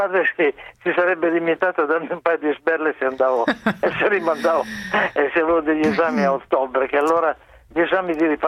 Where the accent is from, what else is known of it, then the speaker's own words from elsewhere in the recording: Turin, Piedmont, Italy; moved away as an adult; now in Rome, Italy; io vi chiamo da Roma, ma sono un torinese trapiantato a Roma.